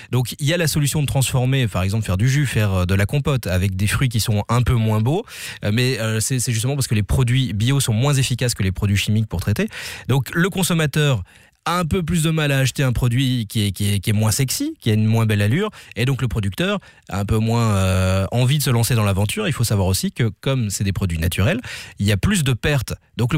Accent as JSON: {"language": "French", "country": "Belgium", "said": "Et c'est la saison de quel fruit chez nous en Belgique ?"}